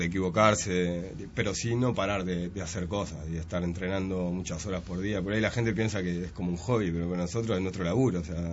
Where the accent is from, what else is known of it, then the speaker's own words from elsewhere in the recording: Canelones, Uruguay; somos 6 canarios que hace como 8 años decidimos trabajar